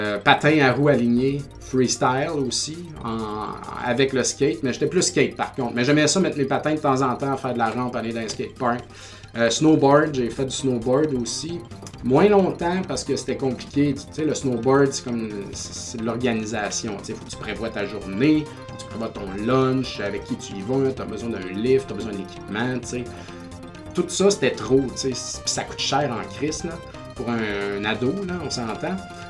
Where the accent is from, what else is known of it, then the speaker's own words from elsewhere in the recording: Quebec, Canada; Quand j'étais jeune en Beauce, je me souviens pas que ça a été accessible ou qu'il y ait des cours de boxe ou des affaires.